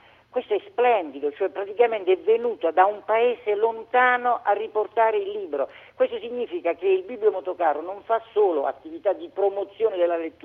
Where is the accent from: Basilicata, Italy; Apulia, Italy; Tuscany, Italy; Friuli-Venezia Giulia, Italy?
Basilicata, Italy; Ferrandina; Io sono di Ferrandina, in provincia di Matera, regione Basilicata.